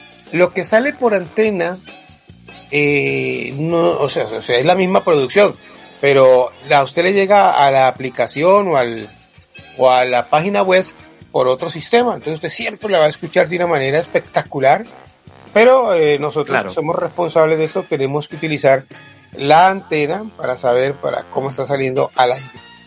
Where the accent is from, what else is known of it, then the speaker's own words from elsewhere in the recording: Cali, Valle del Cauca, Colombia; Yo soy de Cali y una ruana en Cali es una reliquia.